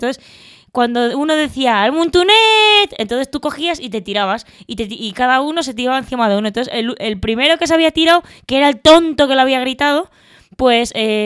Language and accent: Spanish; Valencia, Valencian Community, Spain; born there; Bueno, a ver, es que en Valencia, yo es que nací en Valencia, ¿vale?